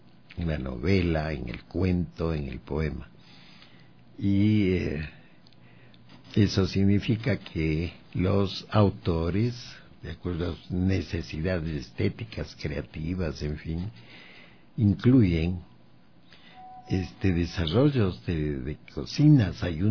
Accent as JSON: {"language": "Spanish", "town": "Baños de Agua Santa", "region": "Tungurahua", "country": "Ecuador", "said": "Y no era solo Quito, porque yo vengo de Baños de Agua Santa."}